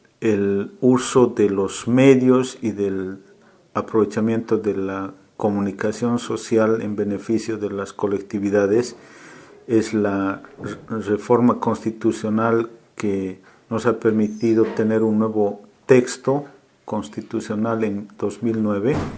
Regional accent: Bolivia; yo soy boliviano, trabajo en la Universidad Católica Boliviana San Pablo, en la ciudad de La Paz

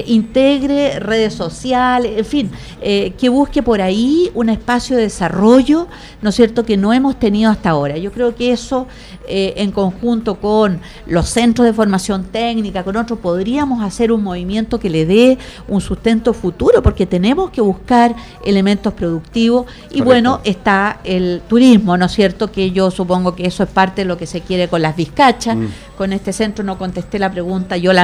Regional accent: Puente Alto, Santiago Metropolitan, Chile; no hay que contar mucho que somos de Puente Alto

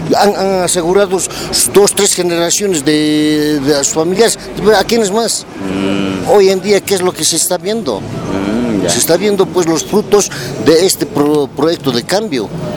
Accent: Bolivia; Se supone que uno como boliviano tiene que pensar, pues, en el país.

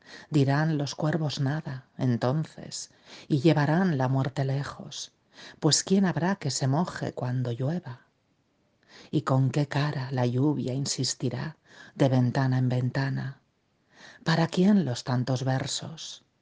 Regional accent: Spain; now in San Sebastián, Spain; soy una poeta española, vivo en el País Vasco, en una ciudad llamada Donostia

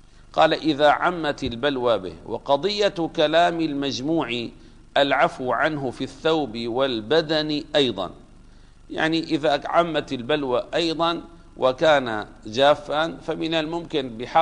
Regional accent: Damascus, Damascus Governorate, Syria; ما زال بعض المساجد عندنا في دمشق يوجد فيها طيور

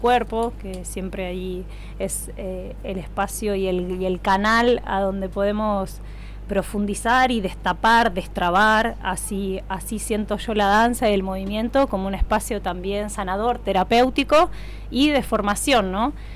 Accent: La Plata, Buenos Aires Province, Argentina; soy nacida en La Plata, allá pasé mi infancia y adolescencia, allí también me formé.

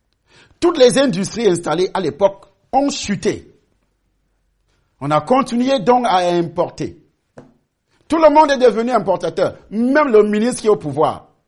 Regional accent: Cameroon; Quand il y avait des usines occidentales chez nous, au Cameroun, j'ai vu avec mes yeux, à Douala.

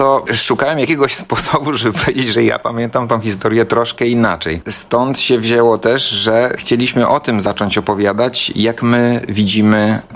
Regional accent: Gdańsk, Pomeranian Voivodeship, Poland; Ja akurat urodziłem się w Gdańsku 54 lata temu i tutaj przeżyłem swoje całe życie pracy.

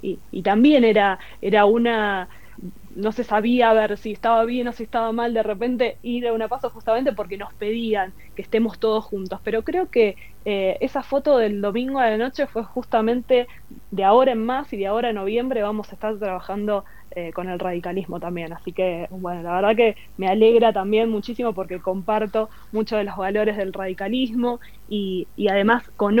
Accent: Lanús, Buenos Aires Province, Argentina; born there; nací en Lanús, vivo en Lanús, toda mi familia está en Lanús

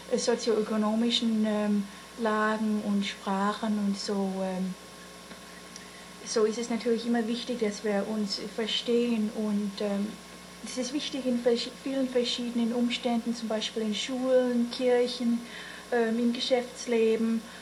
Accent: Gainesville, United States; now in Germany; ich bin in Gainesville sogar aufgewachsen mit deutschen Eltern.

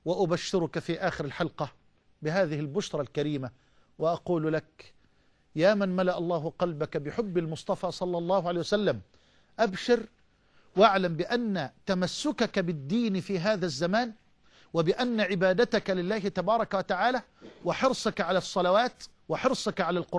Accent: Egypt; اللهم اجعل بلدنا مصر أمنا أمانا، سخاء رخاء

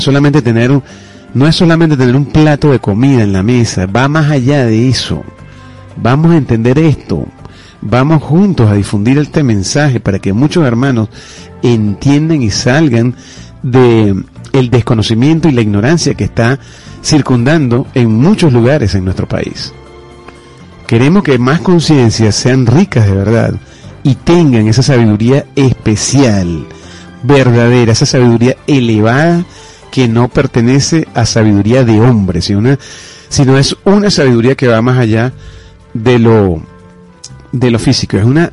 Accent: Venezuela; Somos hermanos venezolanos. Nacimos en la misma tierra y provenimos del mismo Dios.

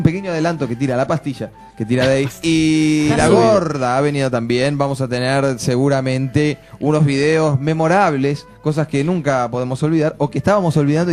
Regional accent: Uruguay; Y como nosotros somos uruguayos todos.

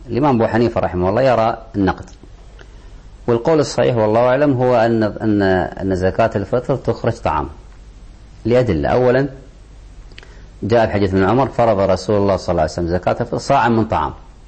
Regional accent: Kuwait; الخادمة في البيت في الغالب عندنا في الكويت تأكل مما نأكل وتشرب مما نشرب،

